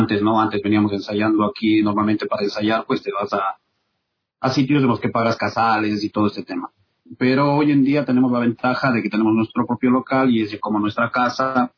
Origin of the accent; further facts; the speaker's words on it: Cuenca, Azuay, Ecuador; está Clever, que somos cuencanos.